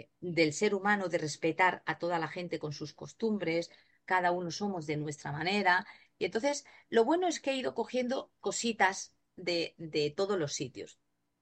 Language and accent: Spanish; Zaragoza, Aragon, Spain; also born or lived in Bilbao; now in Málaga, Spain; yo nací en Bilbao, en el norte de España, mi padre era vasco, ya no está entre nosotros, ya está en otro plano, mi madre extremeña, yo me he criado en Zaragoza y bueno, me siento muy malagueña, llevo muchos años en Málaga.